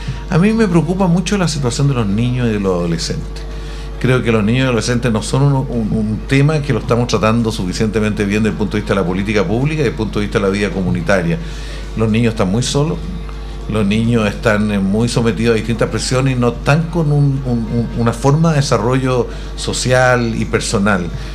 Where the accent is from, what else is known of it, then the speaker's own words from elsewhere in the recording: La Florida, Santiago Metropolitan Region, Chile; born there; Yo soy conocido porque soy nacido en La Florida.